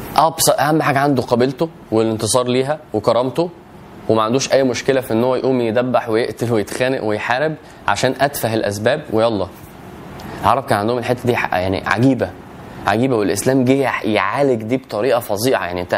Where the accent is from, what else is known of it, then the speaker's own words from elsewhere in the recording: Egypt; مش زي ما احنا دلوقتي البلد ومصر وانا مصري